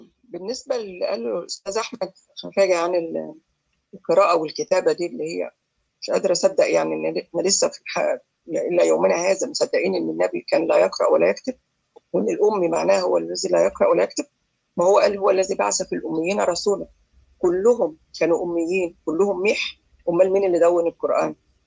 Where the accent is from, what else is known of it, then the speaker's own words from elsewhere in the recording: Egypt; احنا كمصريين ما كناش عرب.